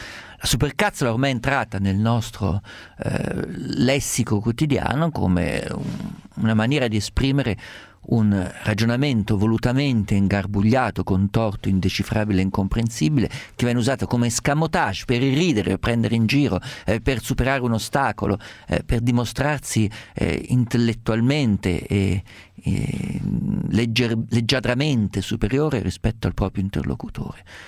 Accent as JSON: {"language": "Italian", "town": "Perugia", "region": "Umbria", "country": "Italy", "said": "Io vengo da Perugia"}